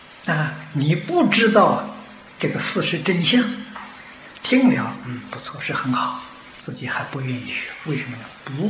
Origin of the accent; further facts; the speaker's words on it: China; 我们中国人俗话说金銮殿